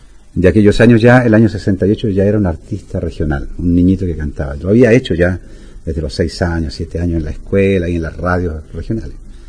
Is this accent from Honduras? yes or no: no; Alerce, Los Lagos, Chile; en mi pueblo de aquel entonces, que Alerce, un pueblito que está entre Puerto Montt y Puerto Varas, que tenían por aquellos años no más de 200 habitantes, y hoy día tiene casi 25.000.